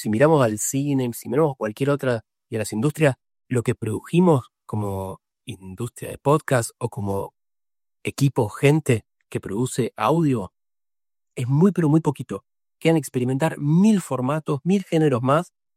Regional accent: Rosario, Santa Fe, Argentina; Yo soy de Rosario, siempre en Rosario.

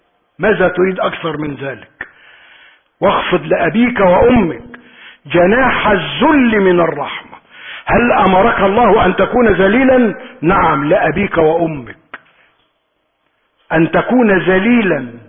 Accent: Egypt; اللهم اعصم بلدنا مصر من السوء

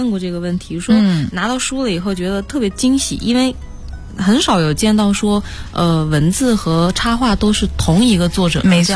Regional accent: Hainan, China; moved away as an adult; now in Beijing, China; 我是海南人，我们海南本身的那个生态环境是非常好的，所以从小到大呢就接触自然就接触的比较多一些。

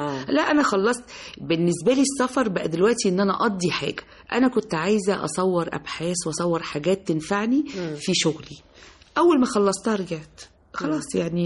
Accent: Egypt; احنا التعليم في عندنا في مصر مش وحش، مش للدرجة دي

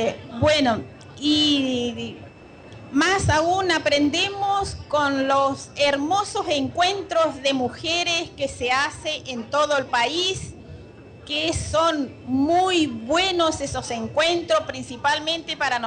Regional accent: Formosa, Argentina; vengo de una provincia de Formosa, del campo, donde realmente en el campo, en un pueblito

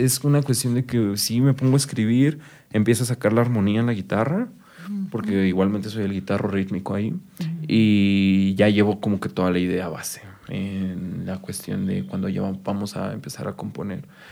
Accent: Chalco, State of Mexico, Mexico; Sí, somos de Chalco. Okay. Sí, somos originalmente de Chalco.

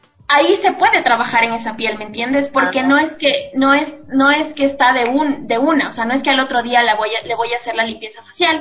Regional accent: Ecuador; como buena emprendedora ecuatoriana, debíamos tener un nombre que nos represente, que sea propio de nuestras raíces y cultura.

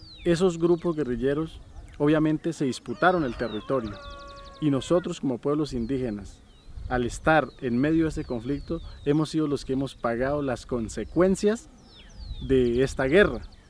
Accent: Colombia; como comunidades indígenas y como población colombiana

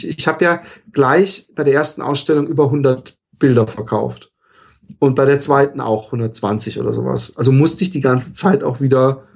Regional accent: Germany; now in Netherlands; und das als Deutscher in Holland, politisch hochgesandt.

